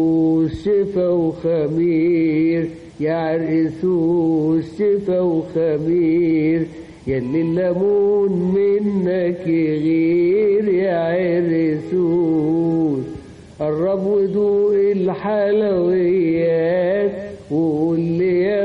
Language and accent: Arabic; Upper Egypt, Egypt; now in Cairo, Egypt; وانا كنت جاي من الصعيد